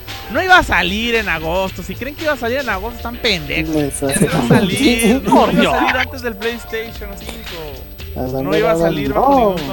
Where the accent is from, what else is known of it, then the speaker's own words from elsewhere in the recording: Mexico; ¡Ey! calmado, yo soy mexicano.